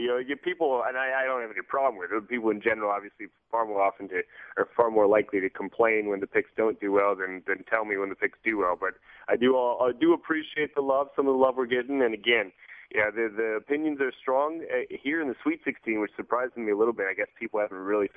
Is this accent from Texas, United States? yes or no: no; Wisconsin, United States; I'm from Wisconsin and went to the University of Cincinnati